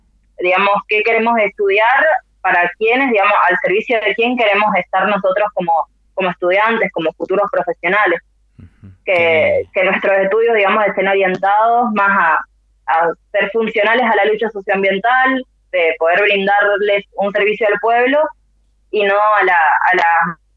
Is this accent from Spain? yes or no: no; General Alvear, Argentina; Yo soy de General Alvear y desde allá, digamos, nos organizábamos en los cortes de ruta y demás con estudiantes secundarios.